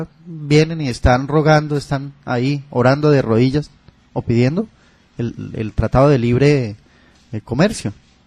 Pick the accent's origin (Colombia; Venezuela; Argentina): Colombia; Pero eso es el Estado norteamericano. Nosotros somos el Estado suramericano Colombia.